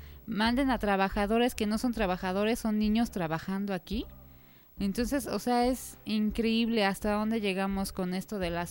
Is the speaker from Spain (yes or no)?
no; Xochimilco, Mexico City, Mexico; Nosotros somos de Xochimilco, originarios de Santa Cruz, Acalpizca.